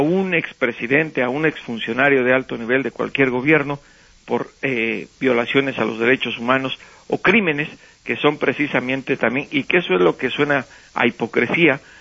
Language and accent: Spanish; Mexico; como mexicano y como reportero